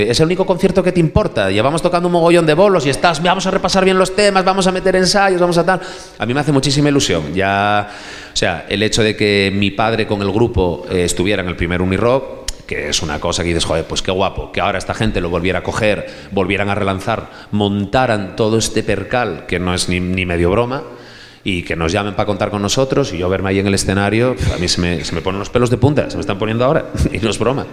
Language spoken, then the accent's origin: Spanish; Navia, Asturias, Spain; Cuando yo fui a estudiar a Gijón, yo soy de aquí de Navia, pero fui a estudiar a Gijón